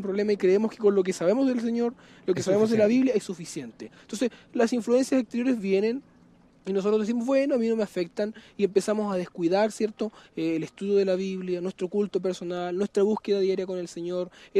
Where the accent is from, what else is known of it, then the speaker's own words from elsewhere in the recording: Chile; como buen chileno, haciendo una acotación, dejaríamos todo para el final